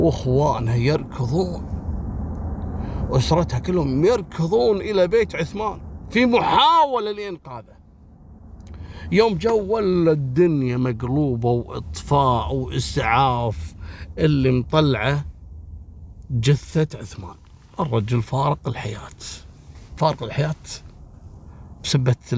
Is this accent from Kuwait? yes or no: yes; Kuwait; عندنا في الكويت